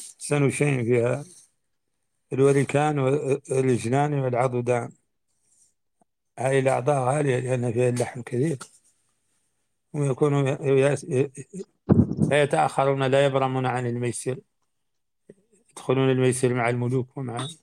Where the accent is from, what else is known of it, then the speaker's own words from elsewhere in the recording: Mauritania; الرواية عندنا في موريتانيا خالتي